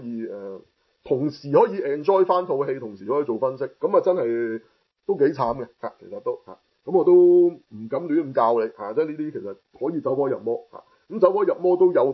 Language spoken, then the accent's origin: Cantonese; Hong Kong; 咁唔通我哋香港人睇戲係咁樣